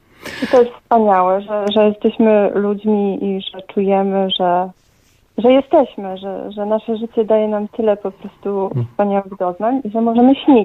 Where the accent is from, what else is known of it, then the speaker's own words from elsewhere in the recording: Lower Silesian Voivodeship, Poland; ja jestem przewodnikiem, pochodzę tutaj z Karkonoszy, z gór.